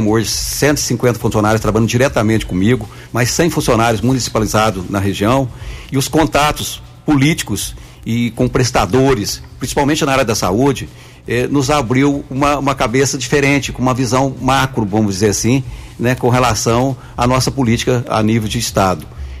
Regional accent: Guaranésia, Minas Gerais, Brazil; eu sou um guaranesiano nato, nascido e criado em Guaranésia, vivi na área rural, vivi o dia a dia dos guaranesianos

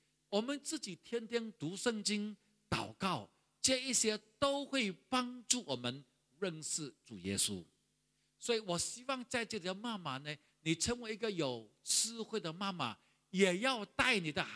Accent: Sarawak, Malaysia; 我还记得我小的时候是住在河边，我是沙拉瓦人，住在一个小地方叫做西里街，相信很多人都没有听过。

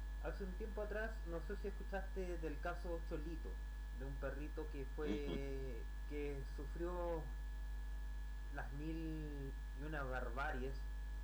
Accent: Chile; mundo y al país entero de mi patria, que es Chile.

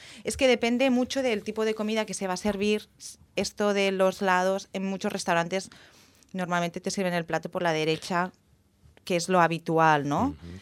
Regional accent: Catalonia, Spain; Yo digo cava también porque como soy catalana, pues a mí el cava me gusta.

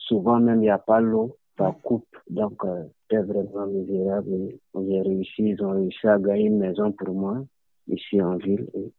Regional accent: Burkina Faso; moved away as an adult; now in Greece; Je viens du Burkina Faso.

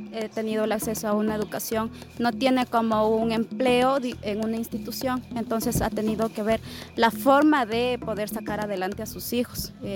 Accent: Unión Base, Pastaza, Ecuador; yo vengo de una comunidad. Entonces, hasta ahora estoy muy orgullosa de mis raíces, de mi tierra Unión Base, que como lo decía, es una tierra de gente valiente

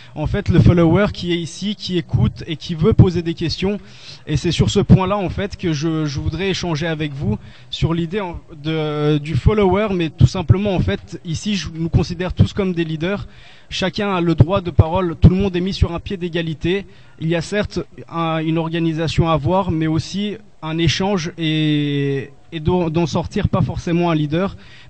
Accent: Brazil; je suis brésilien

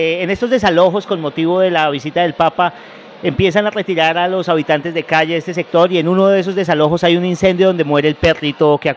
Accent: Bogotá, Colombia

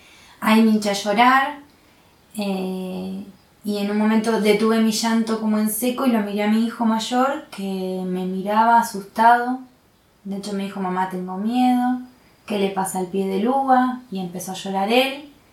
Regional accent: La Plata, Buenos Aires Province, Argentina; yo soy de La Plata, soy de La Plata, nací en La Plata

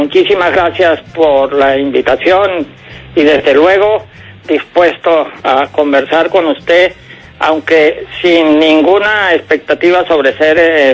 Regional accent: Sincé, Sucre, Colombia; born there; yo nací en Sincé a mediados de los años 40, cuando se estaba terminando la Segunda Guerra Mundial, en un poblado de la Colombia rural de esa época

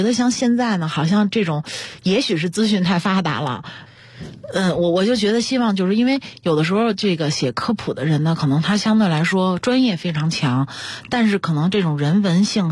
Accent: China; 我们中国人说的读万卷书行万里路真的特别重要

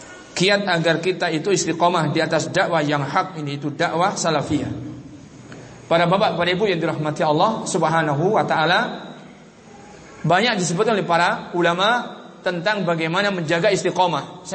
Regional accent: Kediri, East Java, Indonesia; Di daerah saya, di Jawa sana, di Kediri secara khusus

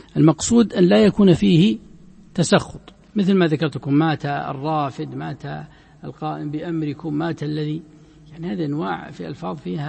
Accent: Najd, Saudi Arabia; هذا ما يزال موجود عندنا في نجد وما حوله

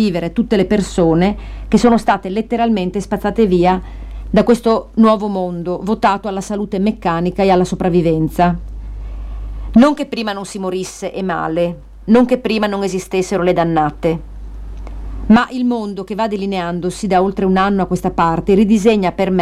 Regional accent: Sardinia, Italy; born there; moved away; Noi siamo nate in Sardegna. Entrambe l'abbiamo lasciata per ragioni diverse

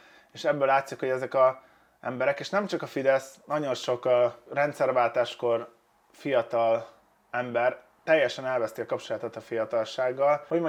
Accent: Hungary; mert én nem gondolom, hogy én attól jobb vagy rosszabb lennék, hogy magyar vagyok. Egyszerűen ide születtem, és ez van.

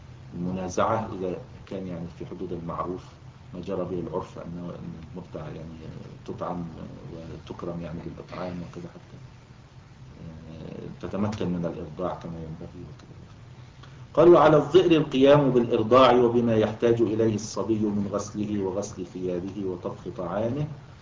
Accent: Egypt; يعني كان موجودا عندنا في مصر الوقت قريب يعني في القرى

